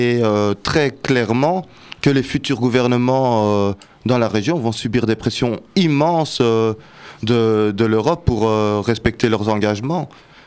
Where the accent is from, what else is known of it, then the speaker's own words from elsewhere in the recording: Brussels, Belgium; born there; Moi, je suis marocain, mais je suis marocain né à Bruxelles.